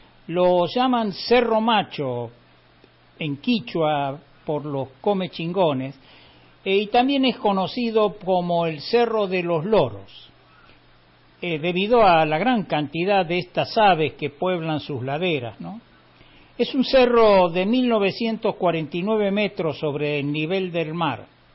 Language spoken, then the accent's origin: Spanish; Capilla del Monte, Córdoba, Argentina; llegamos a Capilla del Monte. Obviamente es un pueblo que conozco muy bien porque prácticamente yo pasé ahí toda mi infancia y gran parte de la adolescencia.